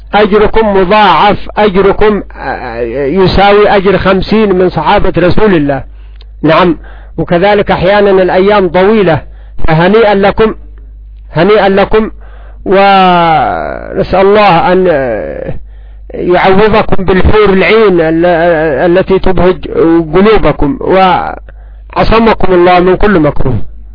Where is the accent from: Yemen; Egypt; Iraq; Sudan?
Yemen; ولا سيما عندنا في اليمن